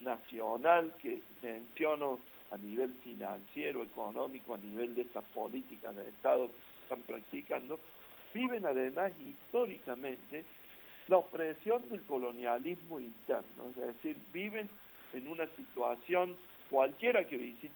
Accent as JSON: {"language": "Spanish", "country": "Argentina", "said": "Y acá también nos tenemos que poner a pensar mucho como argentinos"}